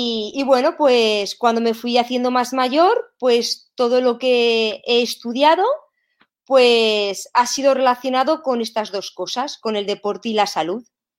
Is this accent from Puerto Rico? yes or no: no; Spain; moved away as an adult; fue la primera vez que salí de España para ir a trabajar en el extranjero